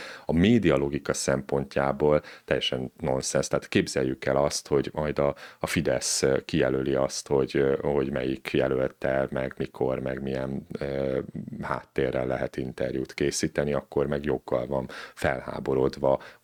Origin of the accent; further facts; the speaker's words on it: Budapest, Hungary; mert mi lehet mondani, hogy pestiek, már budaiak vagyunk éppen, de lehet mondani, hogy mondjuk budapestiek vagyunk